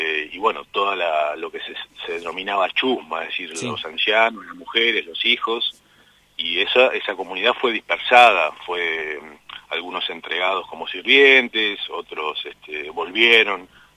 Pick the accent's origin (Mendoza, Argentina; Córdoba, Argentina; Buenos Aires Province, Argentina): Buenos Aires Province, Argentina; La Plata; Yo soy platense, en este momento vivo a 5 cuadras del Museo de La Plata. Desde que yo era chico y visitaba el Museo de La Plata